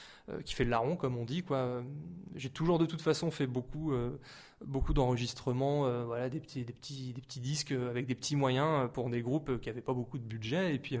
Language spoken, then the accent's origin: French; Montargis, Centre-Val de Loire, France; now in Orléans, France; j'ai déménagé sur Orléans pour ça, en fait, parce que je suis originaire de Montargis initialement.